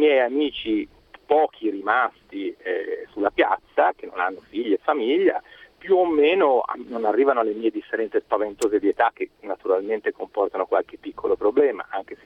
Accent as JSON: {"language": "Italian", "region": "Emilia-Romagna", "country": "Italy", "moved": "yes", "lives_now": "Florence, Italy", "said": "siamo tutti e due italiani, siamo di Firenze, della stessa città, lei è nata qui, io sono emiliano, ma trasferito qui da 35 anni."}